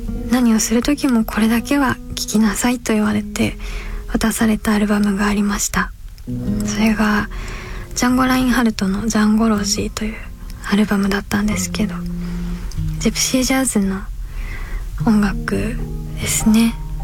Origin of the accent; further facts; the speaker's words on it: Kyoto, Japan; そして京都出身で ですね。父親が京都の人で母親は東京の人です。子供の頃からカトリックの学校に行って、